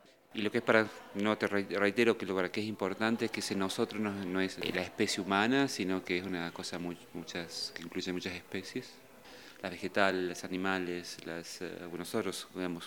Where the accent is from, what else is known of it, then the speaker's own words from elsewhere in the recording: Argentina; now in United States; soy argentino, pero vivo en los Estados Unidos, donde soy profesor de arquitectura y estoy afiliado a una escuela también de arte electrónico. Hace unos 10 años que vivo en Estados Unidos